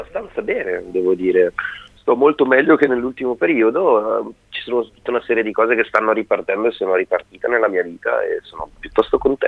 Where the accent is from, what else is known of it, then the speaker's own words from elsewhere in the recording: Bergamo, Lombardy, Italy; noi siamo pure di Bergamo.